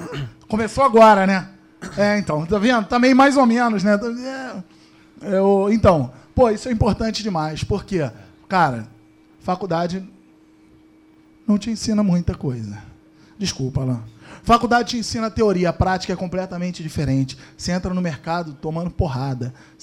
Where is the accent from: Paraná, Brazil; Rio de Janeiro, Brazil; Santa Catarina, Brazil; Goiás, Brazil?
Rio de Janeiro, Brazil; Teresópolis; eu sou de Teresópolis, a galera daqui, sempre veio muita gente.